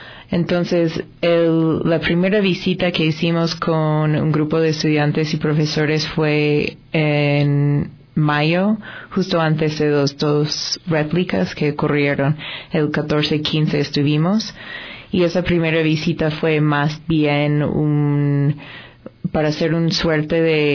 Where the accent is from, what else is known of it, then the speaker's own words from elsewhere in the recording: United States; Spanish is a second language; now in Ecuador; yo no soy ecuatoriana de nacimiento. Soy estadounidense, llevo 10 años viviendo en Ecuador y trabajando en temas de desarrollo y participación.